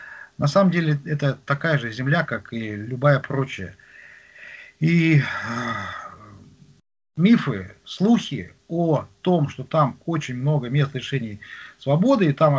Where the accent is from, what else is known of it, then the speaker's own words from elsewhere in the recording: Magadan Oblast, Russia; born there; Я родился на Колыме.